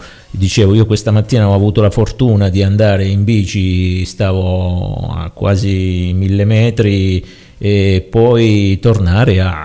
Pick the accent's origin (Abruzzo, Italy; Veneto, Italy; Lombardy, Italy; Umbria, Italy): Abruzzo, Italy; tutti gli anni qui dalle nostre parti in Abruzzo